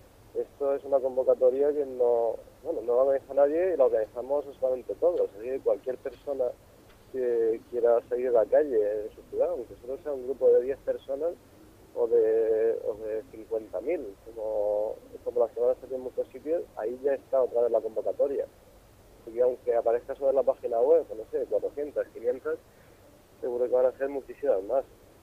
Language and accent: Spanish; Granada, Andalusia, Spain; now in Madrid, Spain; como soy de Granada, pues he dicho, bueno, pues me voy para allá.